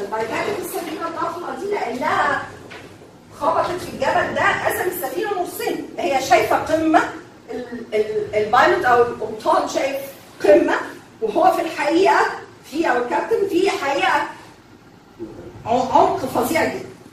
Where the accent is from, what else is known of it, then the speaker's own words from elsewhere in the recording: Egypt; يعني انا مصري هاكل اللي موجود في مصر بالثقافه بتاعتي